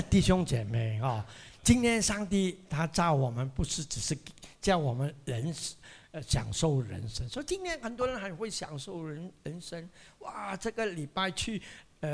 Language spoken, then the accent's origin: Chinese; Penang, Malaysia; 我是槟城人